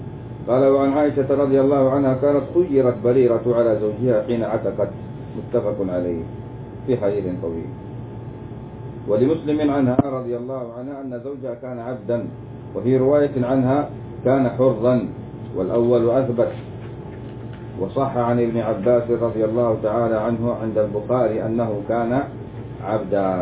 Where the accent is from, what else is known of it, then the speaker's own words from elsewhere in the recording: Yemen; وهذا عندنا في اليمن يقولوا إيش ما نزوج مرجيس